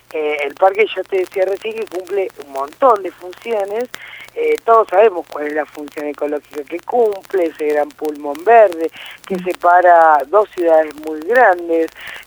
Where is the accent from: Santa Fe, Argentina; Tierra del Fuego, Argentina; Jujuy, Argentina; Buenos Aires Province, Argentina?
Buenos Aires Province, Argentina; Villa Elisa; En mi caso, soy de Villa Elisa